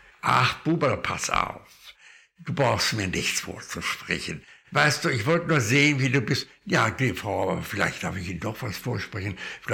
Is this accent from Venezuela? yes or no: no; Berlin, Germany; Ich bin Berliner, gehe vor, nicht wahr? Und ich möchte gerne nach Berlin jetzt mal meine Heimat besuchen.